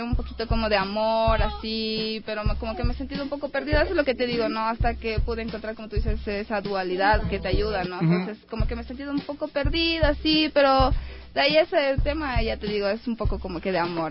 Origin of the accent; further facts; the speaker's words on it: Ibarra, Imbabura, Ecuador; como crecí en Ibarra rodeado de montañas y de, o sea, de la naturaleza